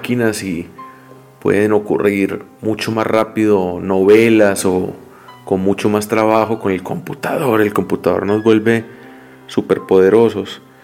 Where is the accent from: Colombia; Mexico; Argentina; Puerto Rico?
Colombia; como colombianos conocemos muy bien